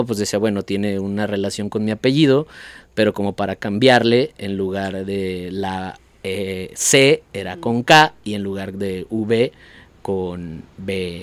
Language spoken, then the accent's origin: Spanish; Zapopan, Jalisco, Mexico; now in Guadalajara, Mexico; Pues yo realmente no soy de Santa Tere, o sea, yo tengo viviendo en Santa Tere 5 años. Ajá. Pero yo crecí en Zapopan, en Jardines del Valle se llama la colonia.